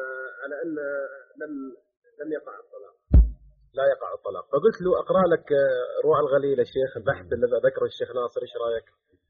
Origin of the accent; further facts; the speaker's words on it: Jeddah, Makkah Province, Saudi Arabia; عندنا في جدة، بل بالمملكة العربية السعودية عموما